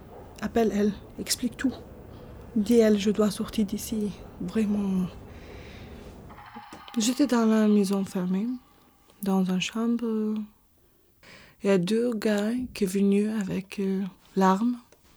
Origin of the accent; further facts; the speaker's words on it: Egypt; also born or lived in Iraq; Je suis née au Irak. Je suis une femme de 30 ans. Je viens d'Égypte. J'ai une vraie stricte famille, religieusement.